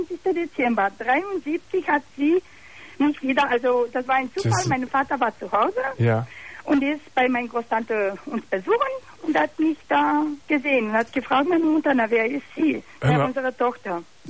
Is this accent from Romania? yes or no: yes; Romania; German is a second language; Ich komme aus Rumänien.